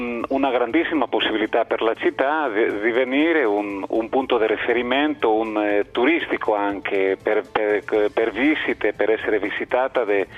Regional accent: Spain; also born or lived in Turin; now in Thessaloniki, Greece; Io sono spagnolo.

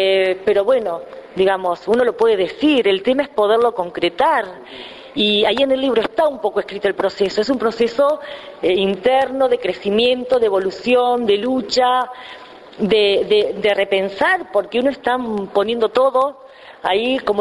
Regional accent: Saladillo, Buenos Aires Province, Argentina; porque hablo de Saladillo y soy de Saladillo, digo, ¿no?

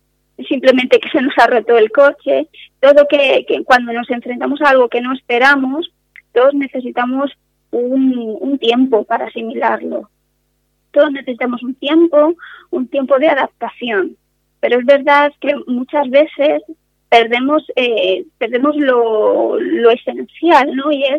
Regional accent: Castilla-La Mancha, Spain; en Castilla-La Mancha, que es de donde yo vengo, no se oye mucho.

